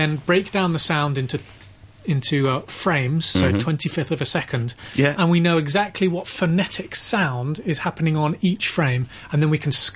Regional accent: Bristol, South West England, United Kingdom; Is my hometown, and Gromit's hometown for the studio.

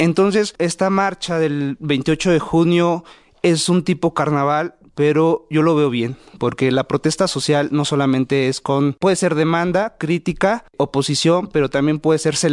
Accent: Mexico; la población LGBTI también somos población mexicana, también somos ciudadanos

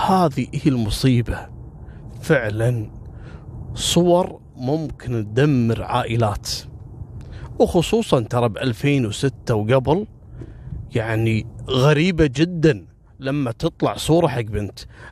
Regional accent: Kuwait; حتى احنا عندنا في الخليج وفي الكويت كنا نتابع القضية هذه

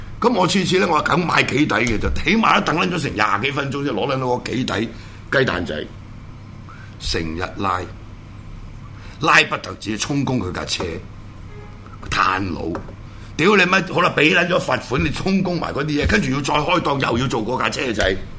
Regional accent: Hong Kong; born there; 我香港出世，香港是我家，我冇办过任何一笪地方嘅外国护照，对唔住，包括我最容易攞中华民国护照，我都冇攞嘅，

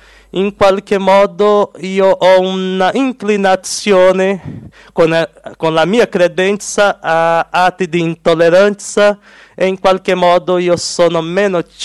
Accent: Brazil; Italian is a second language; sono brasiliano, sono vissuto con la famiglia qualche tempo in Italia.

